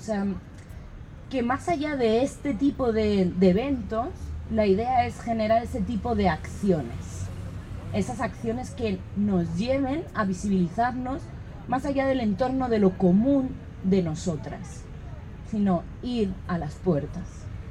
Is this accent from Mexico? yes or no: no; Basque Country, Spain; yo vengo del País Vasco, de España, me da igual en qué feria de arte me ponga, que siempre es lo mismo.